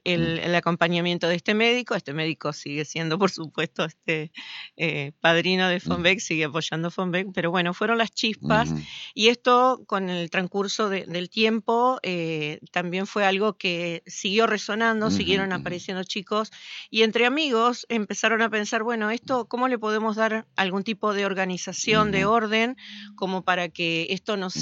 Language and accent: Spanish; Victoria, Entre Ríos, Argentina; now in Paraná, Argentina; Yo vivo en Paraná. Soy de Victoria, pero vivo hace muchos años en Paraná.